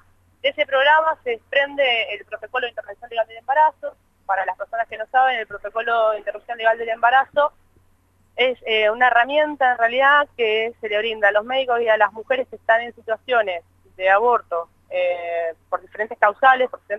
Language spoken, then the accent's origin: Spanish; Argentina; el cambio de coyuntura, digamos, que nos está atravesando ahora como argentinas y argentinos